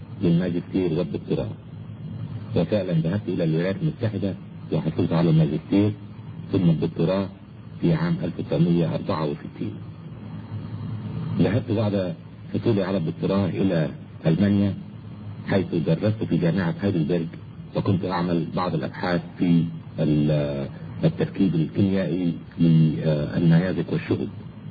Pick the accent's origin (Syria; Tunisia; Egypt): Egypt; moved away as an adult; أنا ولدت أساسا في مصر ودرست في مصر إلى البكالوريوس في جامعة علوم عين شمس، وحصلت على درجة البكالوريوس في عام 1958 في الكيمياء والجيولوجيا،